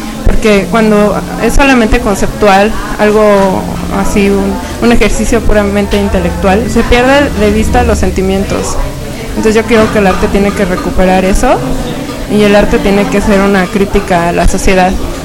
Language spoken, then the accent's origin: Spanish; Mexico City, Mexico; born there; Hola, yo nací en el Distrito Federal, me vine a radicar aquí.